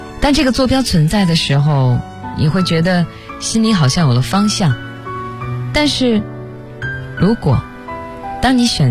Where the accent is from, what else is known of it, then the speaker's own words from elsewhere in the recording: Tianjin, China; 其实我也不是北京人，虽然我离北京很近，我是天津人，对，自报一下家门